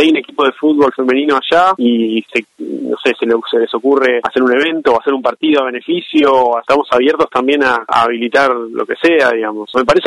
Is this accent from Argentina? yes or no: yes; Buenos Aires, Argentina; yo soy porteño